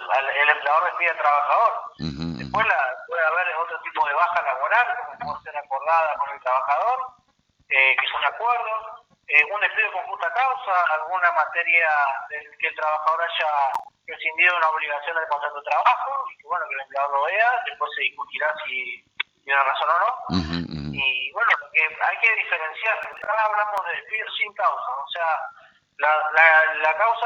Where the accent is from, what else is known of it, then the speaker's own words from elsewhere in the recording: Argentina; países como Argentina, que siempre estuvimos acá en los últimos años dentro de países emergentes